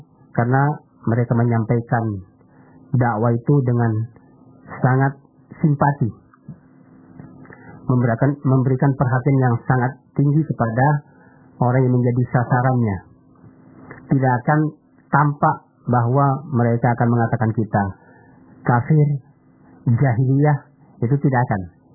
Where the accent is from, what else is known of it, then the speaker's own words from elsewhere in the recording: Sungai Jambat, Jambi, Indonesia; Di kampung saya di Sungai Jambat, Kecamatan Lipah Panjang, Jambi.